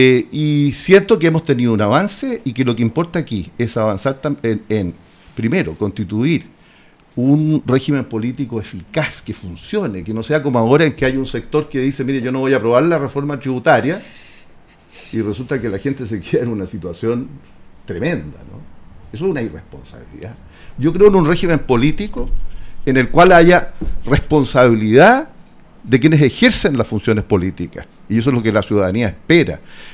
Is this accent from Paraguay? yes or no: no; Licantén, Maule, Chile; conozco bien el Maule porque me crié aquí en Licantén, que es un pueblito rural, ya más que un pueblito, una ciudad, vamos a decir